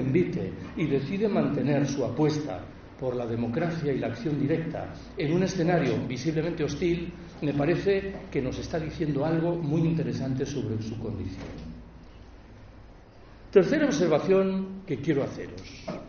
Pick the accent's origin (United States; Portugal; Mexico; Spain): Spain; Galicia; Yo soy gallego. En Galicia esa localidad es Betanzos.